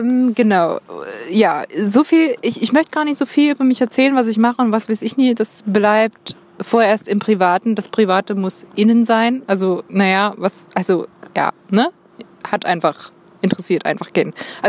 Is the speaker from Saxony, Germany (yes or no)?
yes; Dresden, Saxony, Germany; Und ich komme übrigens ursprünglich aus Dresden, wie man hört. Gewöhnt euch dran.